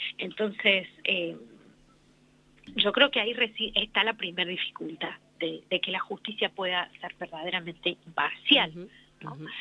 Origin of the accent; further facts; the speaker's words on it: Córdoba, Argentina; yo soy de Córdoba y venimos trabajando, acompañando este caso y viajando a La Rioja hace ya 2 años